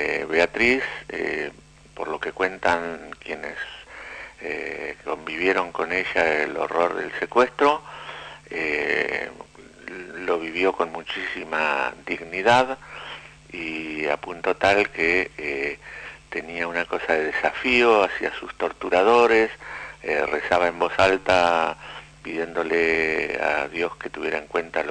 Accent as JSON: {"language": "Spanish", "region": "Buenos Aires", "country": "Argentina", "said": "soy psicólogo de Buenos Aires, de la capital federal"}